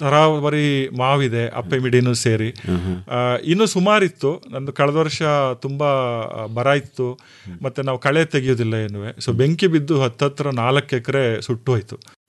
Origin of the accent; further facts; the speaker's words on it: Hole Narasipura, Karnataka, India; also born or lived in Mangaluru; now in Mysuru, India; ನಾನು ಮೂಲತಃ ಹೊಳೆ ನರಸೀಪುರ ತಾಲೂಕಿನವನು. ಸೊ ನಮ್ಮ ತಂದೆನೂ ಕೃಷಿಕರೇ. ಚಿಕ್ಕ ವಯಸ್ಸಿನಲ್ಲಿ ನಾವು ಕೃಷಿ ಮಾಡ್ತಾ ಇದ್ವು. 7 ಕ್ಲಾಸಿಗೆ ನಾನು ಮುಂದಿನ ವಿದ್ಯಾಭ್ಯಾಸಕ್ಕೆ ಮಂಗಳೂರಿಗೆ ಹೋದೆ.